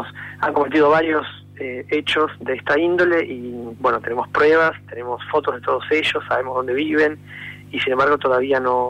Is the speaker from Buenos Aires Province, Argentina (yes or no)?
yes; Mar del Plata, Buenos Aires Province, Argentina; Acá está hablando … de Mar del Plata. Soy el presidente de AMADI, Asociación Marplatense de Derechos por la Igualdad.